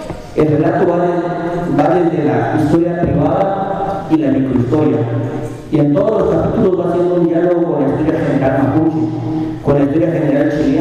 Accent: Guatemala; vengo del pueblo de Maya Jujal, de Guatemala, donde en la actualidad somos el 70% de la población dividida en 22 pueblos mayas

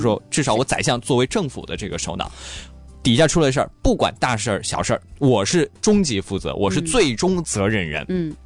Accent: Hangzhou, Zhejiang, China; 我们杭州那边的钱塘县令

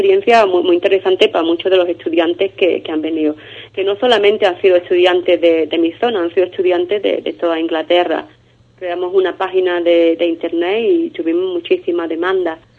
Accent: Ubrique, Andalusia, Spain; yo siempre llevo Ubrique muy dentro y hablo muy grande de mi pueblo porque lo es.

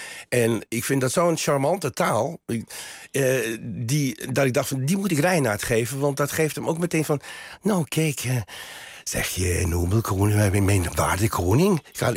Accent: Amsterdam, North Holland, Netherlands; born there; Ja, ik ben geboren Amsterdammer.

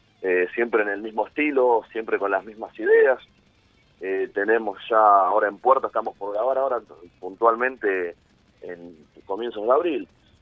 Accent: Buenos Aires, Argentina; moved away as an adult; now in Ushuaia, Argentina; soy nacido y criado en Buenos Aires. Yo nací en La Boca y bueno, de pibe después me fui a vivir al oeste y bueno, ahí pasé hasta mi adultez, hasta que bueno, me vine para estos lados por trabajo

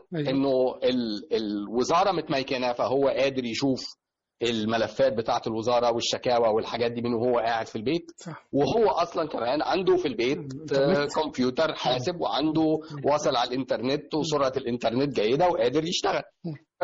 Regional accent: Egypt; حط بقى على ده ان احنا كمصريين بطبيعتنا

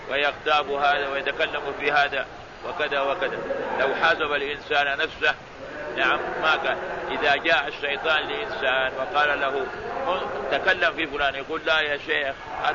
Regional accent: Baghdad, Baghdad Governorate, Iraq; حدثنا بهذا الحديث في بلد بغداد في بلدي بغداد

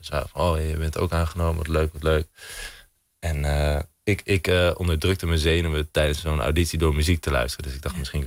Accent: Amsterdam, North Holland, Netherlands; omdat ik ben gewoon geboren en getogen Amsterdammer.

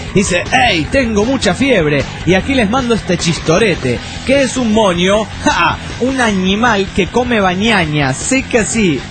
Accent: Loja, Ecuador; de Loja, Ecuador

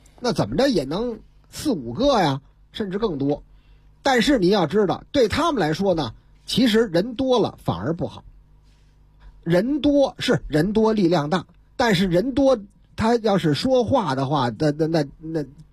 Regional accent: Beijing, China; 中华人民共和国北京市，

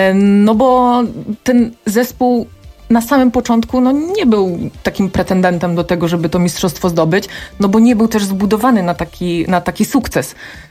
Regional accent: Rzeszów, Subcarpathian Voivodeship, Poland; Ja twoje jestem Rzeszowianką

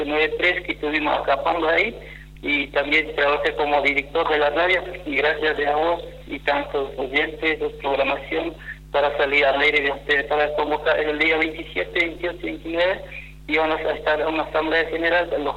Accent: Formosa, Argentina; Somos locales, somos de Formosa, pero somos locales como capitales.

